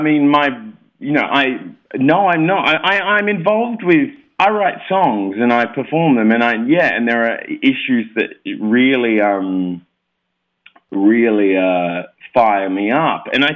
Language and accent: English; South Australia, Australia; No, I'm not from Milwaukee as much as I love cheese. I'm not from Milwaukee. I'm from South Australia, near Adelaide.